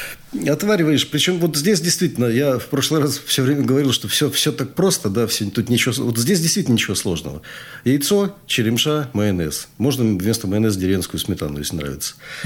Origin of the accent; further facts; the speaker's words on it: Tomsk, Tomsk Oblast, Russia; Вообще Сибирь, Западная Сибирь, например, я-то оттуда родом, я из Томска родом.